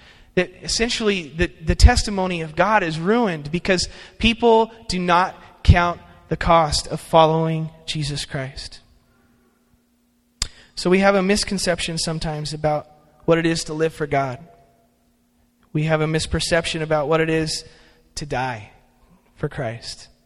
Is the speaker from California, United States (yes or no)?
yes; California, United States; Now, when I was growing up in California, my aunt and uncle lived in Bakersfield, and they lived in a really nice area of town.